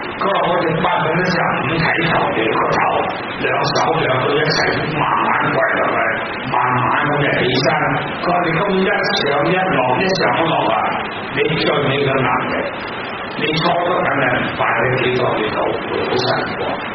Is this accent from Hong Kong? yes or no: yes; Hong Kong; 我们香港人很有所口头禅